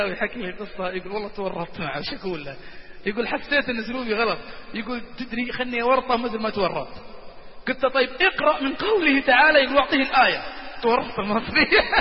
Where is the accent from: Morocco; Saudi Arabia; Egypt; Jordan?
Saudi Arabia; إحنا سعوديين حارين شوي حارين الآن إحنا سعوديين